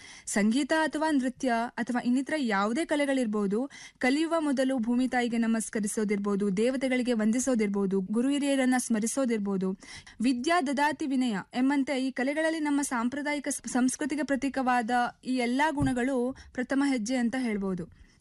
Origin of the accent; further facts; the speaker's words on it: Yellapur, Karnataka, India; ನನ್ನ ಊರು ಉತ್ತರ ಕನ್ನಡ ಜಿಲ್ಲೆಯ ಯಲ್ಲಾಪುರ.